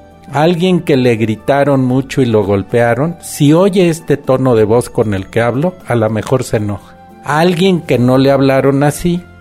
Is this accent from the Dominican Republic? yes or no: no; Guerrero, Mexico; born there; now in Mexico City, Mexico; yo nací en Guerrero, que es una sociedad muy violenta, donde la gente prefiere morirse a balazos que de hambre. Y eso lo viví desde niño. Después me vine a la Ciudad de México, volví a la Universidad de Guerrero a dar clase